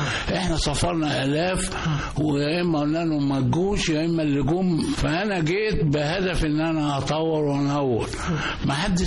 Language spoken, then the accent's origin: Arabic; Egypt; moved away as an adult; now in United States; أنا سافرت من مصر معي $5، وقتها تطلع من رايح أمريكا ما كان ممنوع تخرج بأي عملة أجنبية، وطلع من القاهرة فقيرا بجميع المعايير